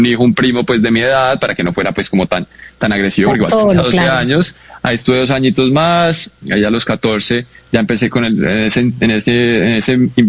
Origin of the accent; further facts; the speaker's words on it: Bogotá, Colombia; moved away as an adult; fue como a los 18 que me fui de Bogotá, pues, y de Colombia, empecé a ir mucho a Estados Unidos